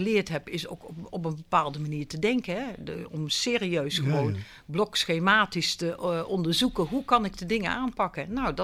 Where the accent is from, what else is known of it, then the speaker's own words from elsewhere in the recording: North Brabant, Netherlands; accent: soft G; moved away as an adult; also born or lived in Delft; En nou ja, u kunt het aan mijn zachte G horen. Ik kom uit het Brabantse land en ik ben op 22-jarige leeftijd richting Delft vertrokken.